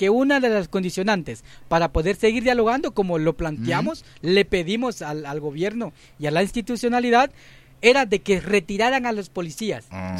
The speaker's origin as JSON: {"language": "Spanish", "country": "Guatemala", "said": "porque es un aliciente más de sentirnos como guatemaltecos"}